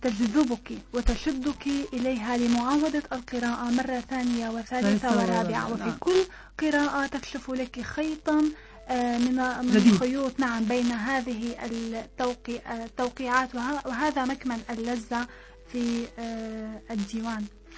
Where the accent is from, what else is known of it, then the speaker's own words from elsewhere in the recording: Damascus, Damascus Governorate, Syria; أنا يعني بالرغم من أنني ترعرعت في دمشق لأننا لم نكن غائبين عن الجو الريفي أبدا.